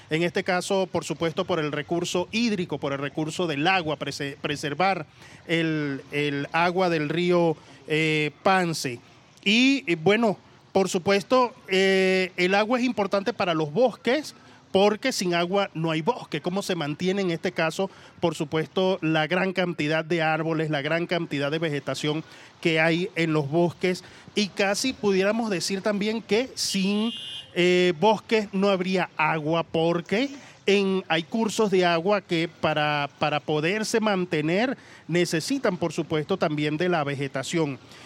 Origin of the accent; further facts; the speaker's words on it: Puerto Ayacucho, Amazonas, Venezuela; Yo vengo desde Puerto Ayacucho, Amazonas, Venezuela, pero desde allí hago cobertura al departamento del Vichada, en la zona de la Orinoquía.